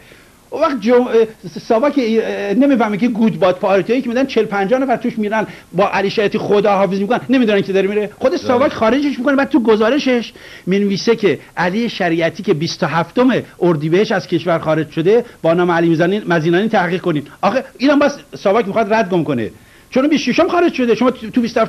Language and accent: Persian; Iran; من از ایران اومدم شیعه هستم